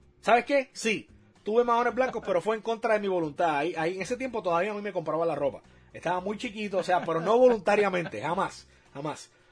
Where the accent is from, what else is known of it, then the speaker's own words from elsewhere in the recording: Humacao, Puerto Rico; yo nací en Humacao, pasé mucho tiempo en Humacao también